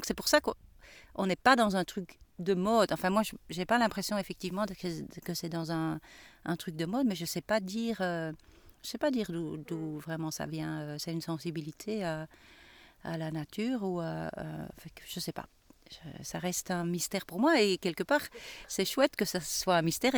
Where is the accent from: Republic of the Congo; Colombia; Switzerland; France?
Switzerland; Bon, moi, j'ai grandi en Suisse. Le contact avec la nature est quand même fort présent. Il y a beaucoup de lacs, il y a beaucoup de montagnes